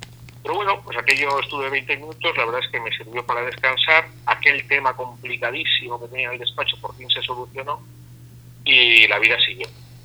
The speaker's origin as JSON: {"language": "Spanish", "town": "San Sebastián", "region": "Basque Country", "country": "Spain", "also_born_or_lived": "Belgium", "said": "Como soy de aquí, de San Sebastián, muy cerquita de la frontera, pues puse el despacho en Francia"}